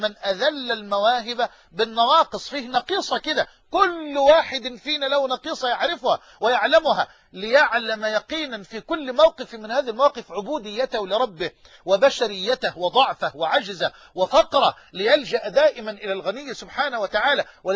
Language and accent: Arabic; Egypt; accent: Egyptian; بلهجتنا المصريين كمصريين الأيالة،